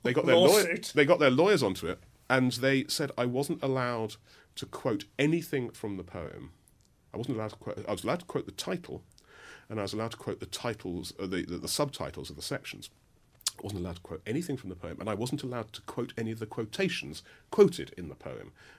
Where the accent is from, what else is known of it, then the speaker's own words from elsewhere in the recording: London, United Kingdom; I'm a Londoner, born and bred in London, and I love cities